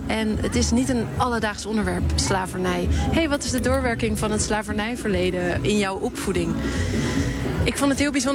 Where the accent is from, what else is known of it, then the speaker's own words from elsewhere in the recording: Sint Eustatius, Caribbean Netherlands; now in Netherlands; Ja, als ik zeg, ik kom uit Sint Eustatius, Stacia, zoals ze het daar noemen